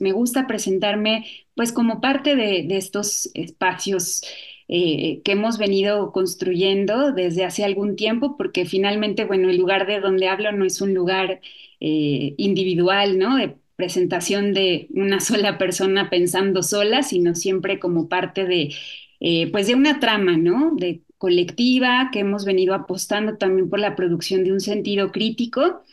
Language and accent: Spanish; Mexico City, Mexico; born there; now in Cholula, Mexico; Y yo vivo en Puebla, en Cholula. Nací en la Ciudad de México y hace aproximadamente 8 años que ya vivo acá. Primero llegué a la Ciudad de Puebla y después ya me mudé con mi familia aquí a Cholula